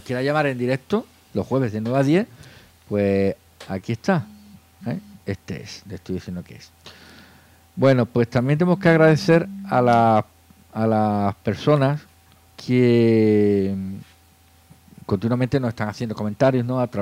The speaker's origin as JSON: {"language": "Spanish", "region": "Andalusia", "country": "Spain", "said": "como somos andaluces, pues hablamos muy rápido y puede que no nos entiendan"}